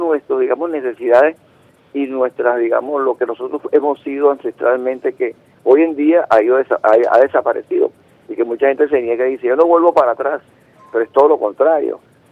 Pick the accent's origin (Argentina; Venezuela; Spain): Venezuela; lo que nos integró como personas venezolanas vinculadas a la tierra y todo aquello que nos edificó como seres humanos